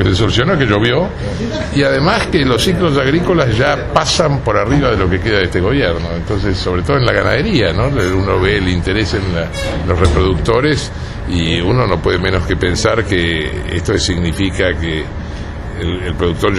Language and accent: Spanish; Argentina; No, somos parte de la Argentina, ¿no?